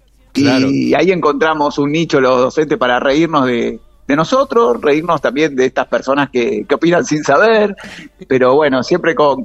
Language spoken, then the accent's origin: Spanish; Banfield, Buenos Aires Province, Argentina; Sí, yo nací a media cuadra de la cancha de Banfield y sigo viviendo en el barrio. Así que 43 años en Banfield.